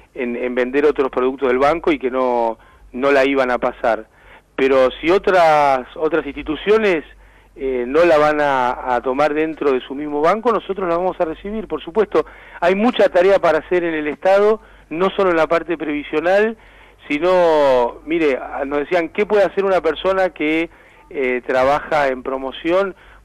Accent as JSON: {"language": "Spanish", "town": "Mar del Plata", "region": "Buenos Aires Province", "country": "Argentina", "moved": "as an adult", "said": "Yo soy de Mar del Plata."}